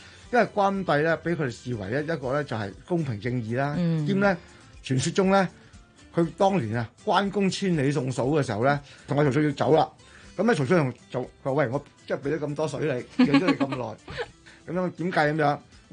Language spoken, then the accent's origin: Cantonese; Dongguan, Guangdong, China; 東莞就是我是東莞人啦